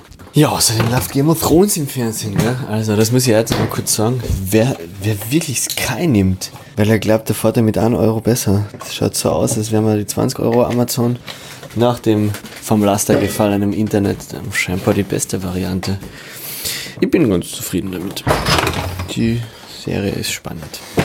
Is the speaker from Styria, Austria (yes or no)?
no; Carinthia, Austria; war ich in Kärnten, wo ich geboren wurde, wo ich aufgewachsen bin.